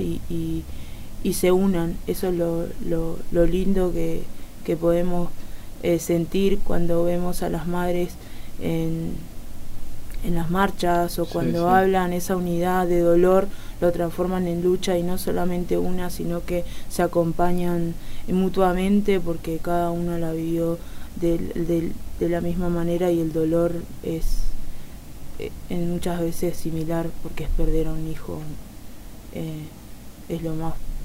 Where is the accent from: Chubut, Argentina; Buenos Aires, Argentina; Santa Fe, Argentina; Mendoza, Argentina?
Buenos Aires, Argentina; Villa Soldati; Villa Soldati.